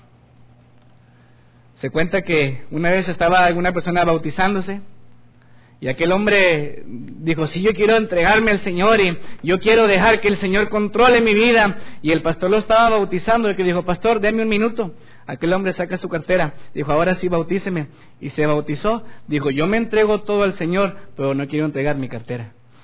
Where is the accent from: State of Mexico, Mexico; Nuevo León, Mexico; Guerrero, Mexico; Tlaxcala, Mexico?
Nuevo León, Mexico; Guadalupe; Yo siempre digo que soy de Guadalupe. ¿Amén, hermanos? Soy de Guadalupe, no soy de Monterrey.